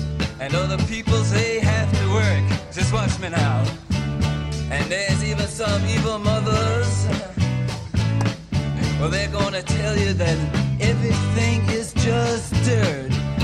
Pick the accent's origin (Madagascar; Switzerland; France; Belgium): Belgium; nous, on est belges, Alex et moi